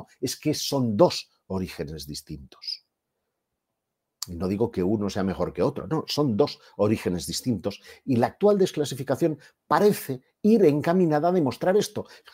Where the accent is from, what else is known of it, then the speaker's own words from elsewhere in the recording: Catalonia, Spain; Yo soy de origen catalán. He visto además que en el chat hay mucha gente de Barcelona, als que envío desde aquí una forta salutació en el nostre idioma, que es el català.